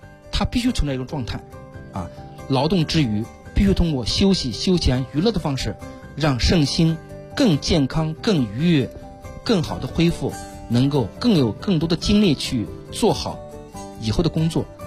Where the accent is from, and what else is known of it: China